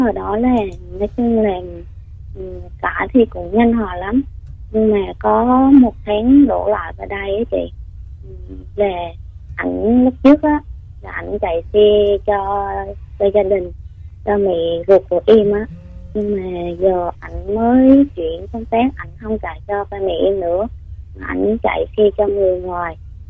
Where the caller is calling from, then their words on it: Gia Lai, Vietnam; em gọi tới từ Gia Lai chị.